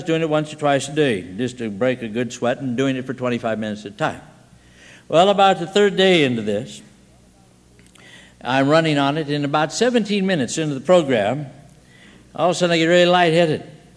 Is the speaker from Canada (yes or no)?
no; Scotland, United Kingdom; And I'm a Scotsman, and I'm stupid, and I'm stubborn.